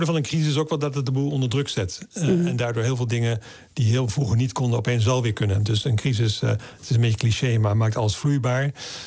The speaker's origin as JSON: {"language": "Dutch", "town": "Middelburg", "region": "Zeeland", "country": "Netherlands", "tie": "born or raised there", "also_born_or_lived": "Vlissingen", "said": "Ik ben geboren in Vlissingen, in Zeeland. Ik ging naar school in Middelburg. Dat was een christelijke school."}